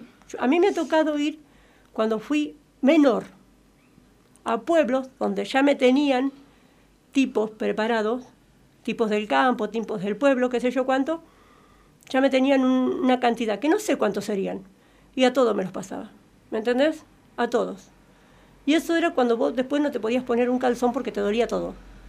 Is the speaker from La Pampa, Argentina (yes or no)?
yes; Santa Rosa, La Pampa, Argentina; porque Santa Rosa es chico, yo soy de Santa Rosa